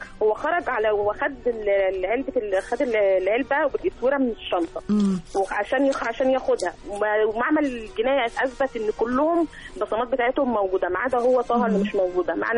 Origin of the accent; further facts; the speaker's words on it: Cairo, Cairo Governorate, Egypt; من القاهرة.